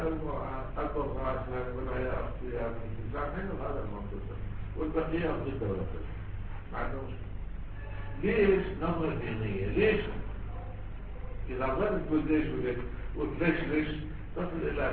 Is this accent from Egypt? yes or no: no; Iraq; شوف احنا عندنا بالعراق